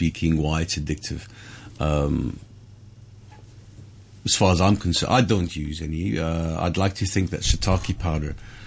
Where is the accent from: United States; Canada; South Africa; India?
South Africa; being South African, it's hard to use.